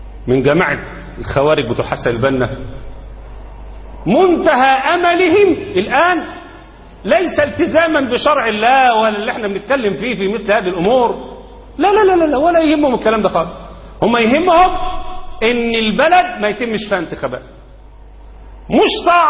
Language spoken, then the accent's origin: Arabic; Egypt; إنما احنا عندنا في مصر لما عملوا الدستور قالوا مصر دولة إسلامية،